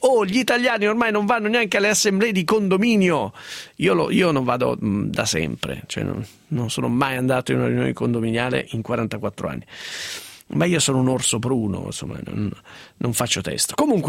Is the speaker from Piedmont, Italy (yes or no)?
yes; Piedmont, Italy; Io che sono una piemontese riservata anche sulle disgrazie